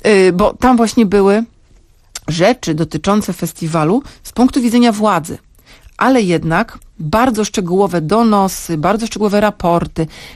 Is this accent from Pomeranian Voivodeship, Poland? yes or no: yes; Sopot, Pomeranian Voivodeship, Poland; Jestem z Sopotu, pójdę na drugą stronę ulicy do Urzędu Miasta